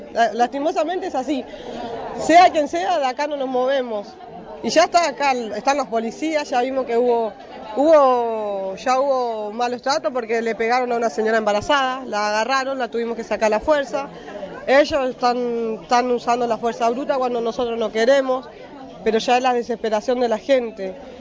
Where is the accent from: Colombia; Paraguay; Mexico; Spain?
Paraguay; now in Argentina; Nosotros somos paraguayos y somos gente que trabajamos día a día.